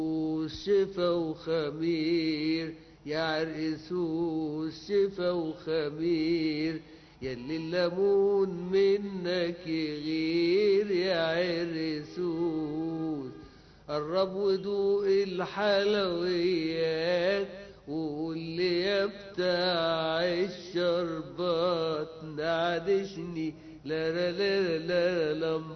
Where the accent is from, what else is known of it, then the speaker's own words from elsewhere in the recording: Upper Egypt, Egypt; now in Cairo, Egypt; انا كنت جاي من الصعيد.